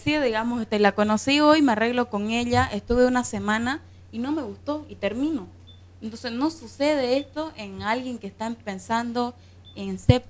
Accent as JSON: {"language": "Spanish", "town": "Guarayos", "region": "Santa Cruz", "country": "Bolivia", "also_born_or_lived": "Guayaramerín, Beni", "said": "yo soy de Guarayos, pero también viví en una parte del Beni que se llama Guayaramerí. Y ambos son, hablemos de diferencia de cultura, siendo tierras cambas ambas"}